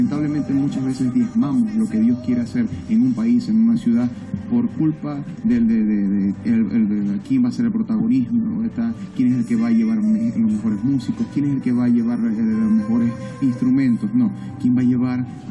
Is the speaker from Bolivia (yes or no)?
no; Zulia, Venezuela; vengo de Venezuela, específicamente de Zulia. Y bueno, pero digamos que radico allá, pero somos ciudadanos del reino de los cielos. O sea, por ahora estoy allá, pero venimos todos del reino de los cielos para la gloria del Señor.